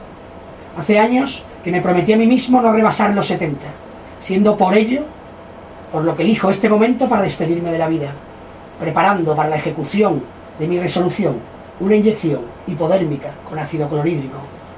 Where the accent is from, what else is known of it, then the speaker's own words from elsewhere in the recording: Seville, Andalusia, Spain; como somos muy sevillanos y muy, muy barrocos